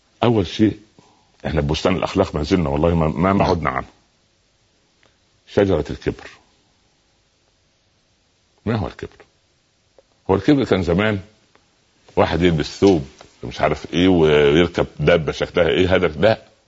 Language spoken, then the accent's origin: Arabic; Egypt; احنا اصلا ما حدش هيطلعنا من مصر احنا قاعدين في البلد ان هنا قاعدون نحن اصحابها وهي امنا فاحنا مش هنهاجر منها